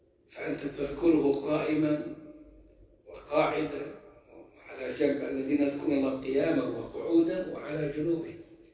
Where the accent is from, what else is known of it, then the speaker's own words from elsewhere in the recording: Egypt; كنت فاكر اني عندنا في مصر